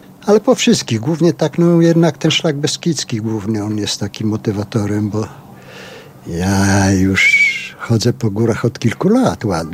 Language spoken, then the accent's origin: Polish; Lublin, Lublin Voivodeship, Poland; u siebie w Lublinie, bo ja z Lublina pochodzę.